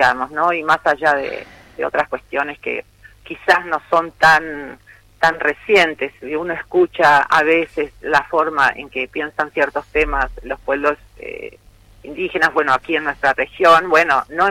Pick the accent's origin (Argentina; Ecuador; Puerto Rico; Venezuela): Argentina; Como ciudadana argentina quiero creer que sí